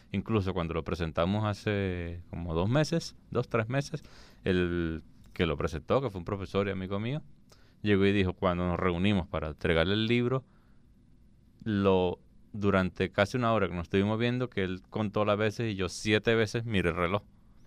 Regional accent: San Cristóbal, Táchira, Venezuela; now in Caracas, Venezuela; San Cristóbal.

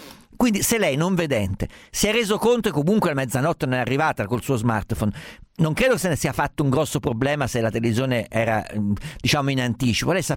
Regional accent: Umbria, Italy; Essendo umbro, fa parte della nostra cultura nazionale.

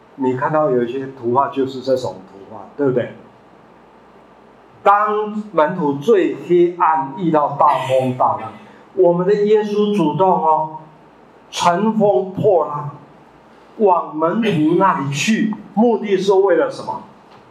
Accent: Taitung County, Taiwan; 我小时候在台东，大家知道花莲台东吗？我在那边出生成长，我的故乡妈妈是彰化二水中部人，爸爸是云林东人，我的祖父跟父母亲就搬到台东，光复以前我在台东出生，

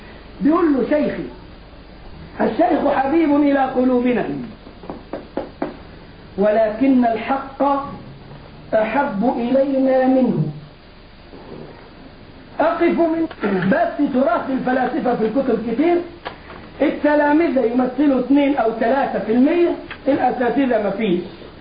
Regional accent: Egypt; الجماعة اللي بيعملوا الموالد عندنا في مصر للاولياء حاسبين التواريخ مضبوطة

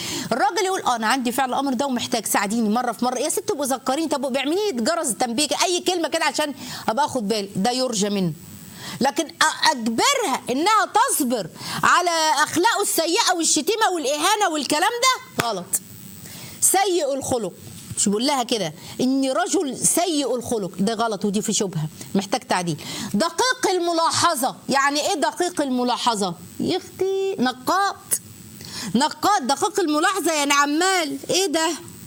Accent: Egypt; مش عايزه اقول لكم احنا بنقول عليها ايه كمصريين

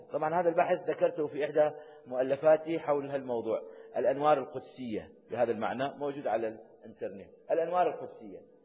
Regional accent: Iraq; فأنتم من العراقيين وأنا عراقي، فنتكلم باللغة العراقية

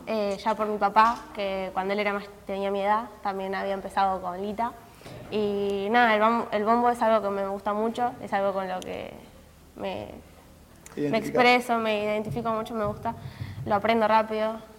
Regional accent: Cañuelas, Buenos Aires Province, Argentina; No, de Cañuelas éramos nosotros.

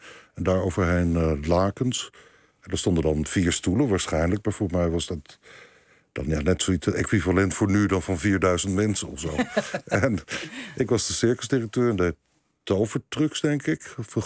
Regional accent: Leiden, South Holland, Netherlands; Ik kom niet uit Rotterdam, maar ik kom uit Leiden.

